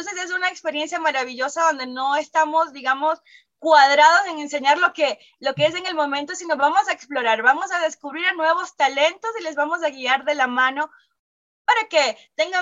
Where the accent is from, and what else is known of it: Venezuela; moved away as an adult; now in Ecuador